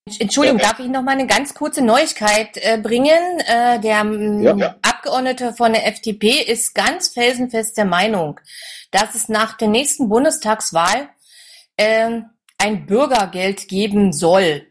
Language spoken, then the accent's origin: German; East Germany, Germany; gerade hier bei uns im Osten, sehr viele, naja, Niedriglöhne